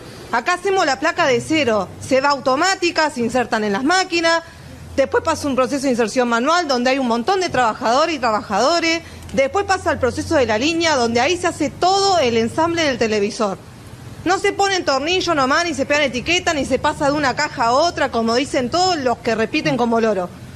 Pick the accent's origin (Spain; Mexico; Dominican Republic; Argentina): Argentina; Tierra del Fuego; Sí, tengo familia. Soy fueguina, nacida acá, criada acá.